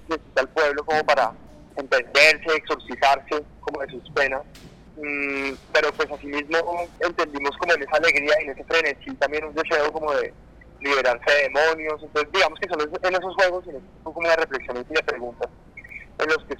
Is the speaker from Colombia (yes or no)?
yes; Colombia; cómo entenderse más bien como colombianos de esta generación y de este tiempo